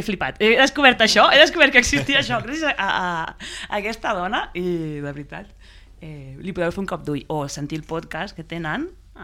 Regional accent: Terrassa, Catalonia, Spain; jo sóc lesbiana i de Terrassa, t'ho dic en sèrio que jo sóc lesbiana i de Terrassa

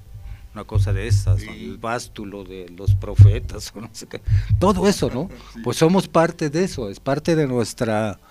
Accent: Mexico

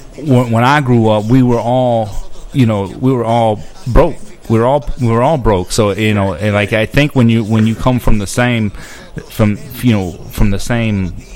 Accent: Gulf Coast, United States; also born or lived in Mississippi; Well, I grew up on the Gulf Coast. You know, when I was born in Mississippi.

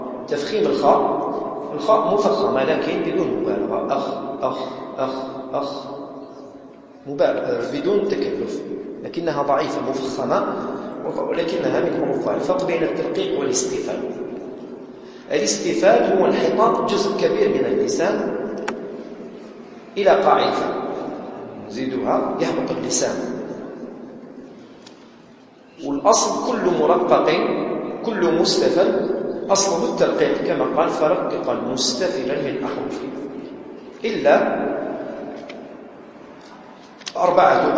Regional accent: Algeria; يعني إحنا جزائريين، خاصة الجزائريين عموما ما قراوش هكذا

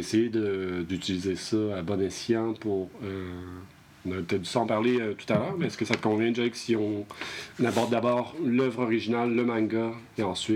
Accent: Lévis, Quebec, Canada; Moi, je venais tout juste d'arriver. Je viens de Lévis, en face de Québec

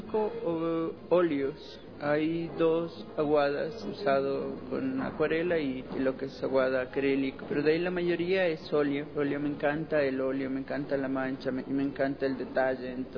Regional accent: Carchi, Ecuador; Soy oriundo de la provincia del Carchi. He venido a mostrar prácticamente mi inspiración en mi pueblo.

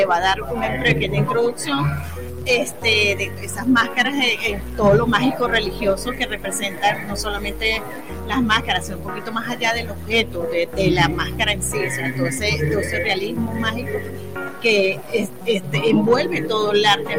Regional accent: Venezuela; nosotros como venezolanos tenemos nuestra cultura

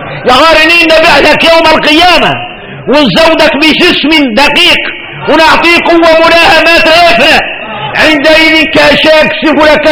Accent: Mauritania; احنا موريتاني قالوا اننا معروفين بكرم الضيافة،

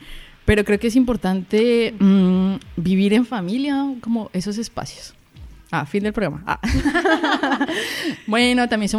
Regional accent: Colombia; moved away; Primero porque yo me fui de Colombia, porque yo sentía que no podía ser libremente lesbiana allá.

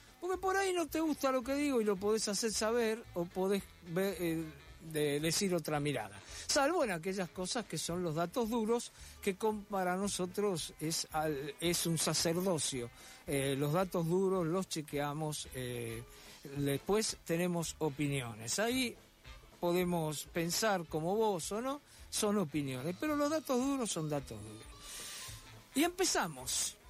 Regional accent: Buenos Aires, Argentina; como porteño, a mí me hubiera gustado que hubiera hablado más de la Ciudad de Buenos Aires

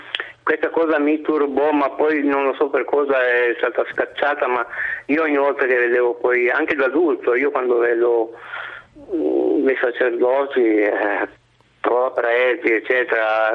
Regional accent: Turin, Piedmont, Italy; Io ho 66 anni, sono di Torino

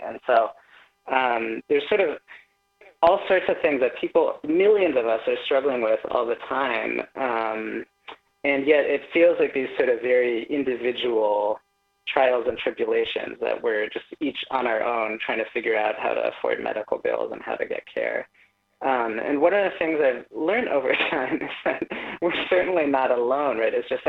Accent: Bay Area, California, United States; also born or lived in Boston / Nashville; I was Born in the Bay Area back in the early 80s and grew up here and back in the Bay now and also in Boston and Nashville. So my family moved around some.

